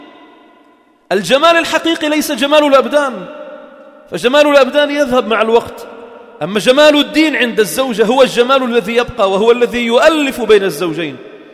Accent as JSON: {"language": "Arabic", "country": "Lebanon", "said": "والجيش الأول كان إلى منطقة البقاع عندنا في لبنان"}